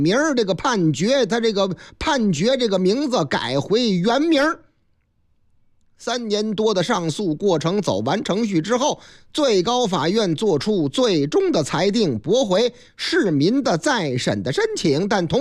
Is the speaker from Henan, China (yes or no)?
yes; Zhengzhou, Henan, China; 给这个我的老家河南郑州